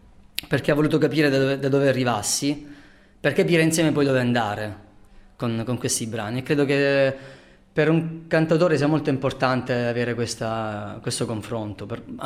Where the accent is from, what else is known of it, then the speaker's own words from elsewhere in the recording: Taranto, Apulia, Italy; per me che sono tarantino